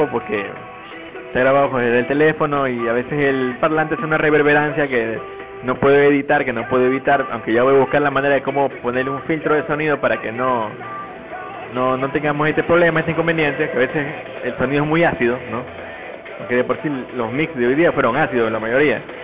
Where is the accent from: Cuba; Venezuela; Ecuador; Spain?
Ecuador; Durán, Guayas; mis amigos allá en mi tierra natal en Durán, en mi tierra natal Durán aquí